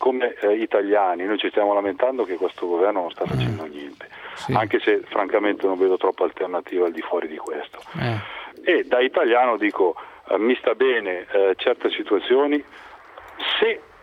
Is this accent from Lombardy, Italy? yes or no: yes; Lombardy, Italy; di cui io da lombardo, mi scusi, non sono un leghista